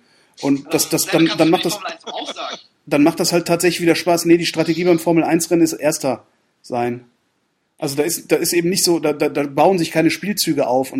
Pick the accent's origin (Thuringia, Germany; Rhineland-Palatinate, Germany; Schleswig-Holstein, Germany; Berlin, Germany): Rhineland-Palatinate, Germany; ich bin ja oft am Nürburgring gewesen, ich komme ja aus der Ecke da unten.